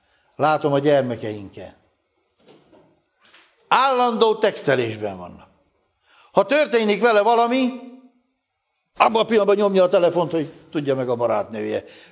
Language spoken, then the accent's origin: Hungarian; Hungary; mivel mi magyarok vagyunk, testvéreim